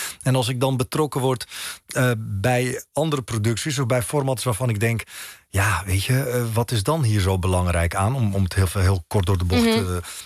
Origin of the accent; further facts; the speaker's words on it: Netherlands; born there; In Marokko voel ik me thuis. Maar hier in Nederland, waar ik geboren ben, voel ik me natuurlijk ook thuis.